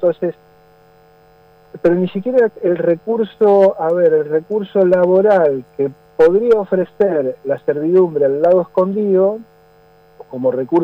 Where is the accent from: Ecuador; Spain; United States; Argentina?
Argentina; Buenos Aires; cómo vengo yo a contar la historia siendo de otro lugar, de Buenos Aires, me tratan como porteño